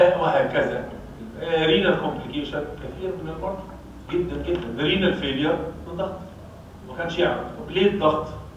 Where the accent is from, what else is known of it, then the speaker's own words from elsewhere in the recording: Egypt; المصيبه بقى ان عندنا في مصر كام دكتور؟ 84 مليون دكتور.